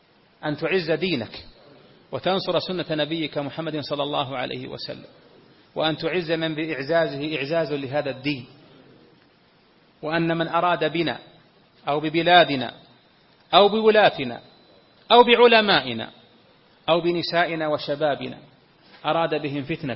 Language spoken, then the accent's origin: Arabic; Saudi Arabia; بلدنا المملكة العربية السعودية ما زال فيها الحمد لله كوكبة من أهل العلم